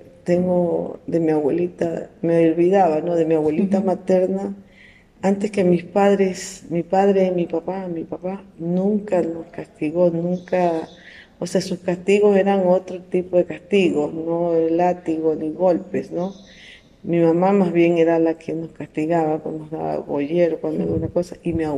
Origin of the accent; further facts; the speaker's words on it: Pedernales, Manabí, Ecuador; nosotros nos criamos acá, nacimos acá en Pedernales, pero vivíamos como quiera en el campo, que es en la vía Cojimíes.